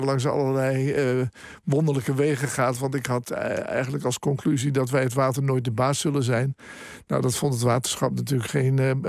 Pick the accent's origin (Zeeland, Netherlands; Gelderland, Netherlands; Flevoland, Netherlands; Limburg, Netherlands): Zeeland, Netherlands; Ik heb een groot deel van mijn jeugd in Zeeland doorgebracht.